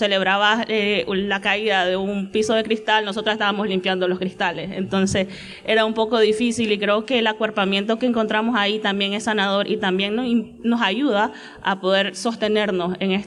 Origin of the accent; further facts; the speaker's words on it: Nicaragua; now in Bilbao, Spain; yo soy de Nicaragua